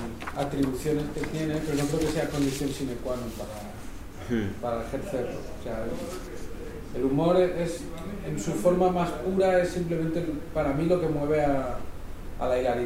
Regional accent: Cardona, Catalonia, Spain; él vivía en las afueras del pueblo, y en mi pueblo, en Cardona, hay una fortaleza medieval muy grande.

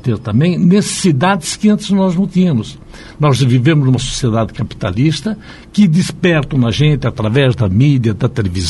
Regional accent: São Paulo, Brazil; Tenho orgulho de ser paulistano

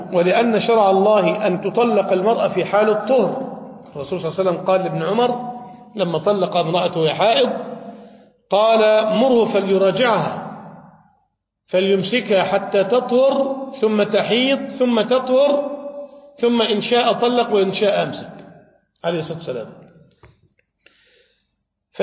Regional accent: Damietta Governorate, Egypt; من بعض المشايخ الكبار عندنا في دمياط

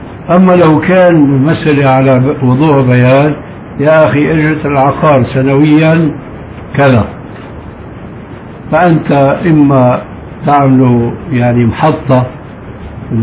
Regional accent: Syria; نحن عندنا في الشام المشكلة قائمة، ربما مثلكم أو أكثر منكم

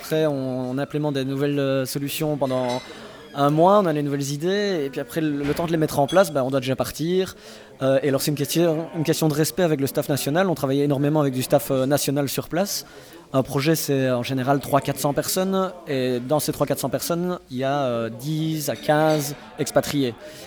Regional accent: Liège, Wallonia, Belgium; Je viens de Liège.

